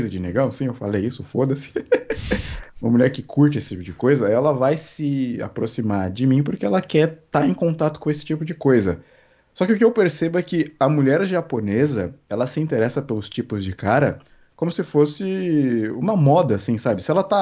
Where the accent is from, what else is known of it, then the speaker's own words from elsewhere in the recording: Carapicuíba, São Paulo, Brazil; Mal imagina ela que eu sou de Carapicuíba.